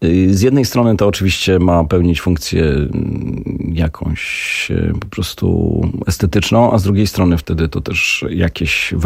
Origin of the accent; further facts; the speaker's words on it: Warsaw, Masovian Voivodeship, Poland; Ja nie jestem warszawianinem, jestem warszawiakiem.